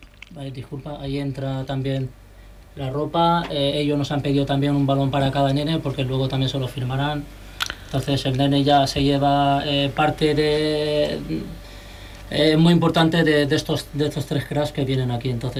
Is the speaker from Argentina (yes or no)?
no; Cieza, Region of Murcia, Spain; born there; Además, nacido en donde nací yo, en Cieza, Murcia.